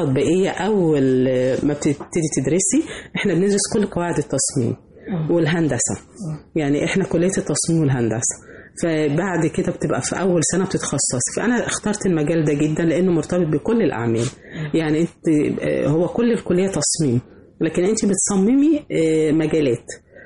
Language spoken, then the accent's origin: Arabic; Egypt; انا فخورة ان انا من مصر،